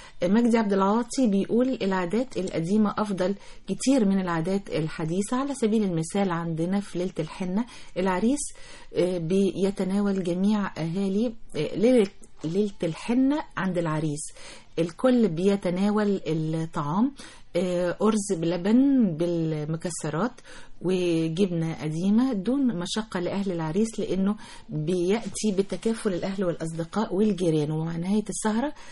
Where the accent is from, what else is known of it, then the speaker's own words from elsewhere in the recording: Manfalut, Asyut Governorate, Egypt; بس عندنا في أسيوط منفلوط كانت أهم عادة لازم في بيت العروسة